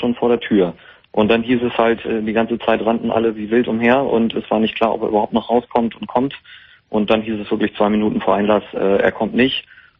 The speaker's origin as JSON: {"language": "German", "region": "Hamburg", "country": "Germany", "said": "Ich komme halt aus Hamburg und bin da Techniker in der großen Freiheit 36."}